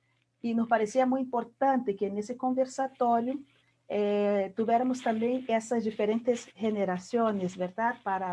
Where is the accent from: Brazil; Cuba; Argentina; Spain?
Brazil; Spanish is a second language; now in Costa Rica; soy brasileña, ya con muchos años de vivir aquí en Costa Rica